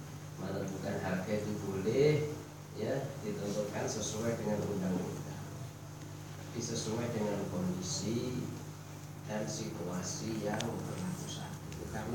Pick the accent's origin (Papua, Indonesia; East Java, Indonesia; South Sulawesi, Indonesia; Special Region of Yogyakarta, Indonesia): East Java, Indonesia; Jember; Ini kalau daerah saya di Jember itu daerah tembakau.